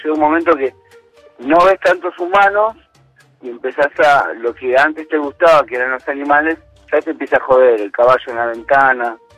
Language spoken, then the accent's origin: Spanish; Pilar, Buenos Aires Province, Argentina; Yo soy de Pilar.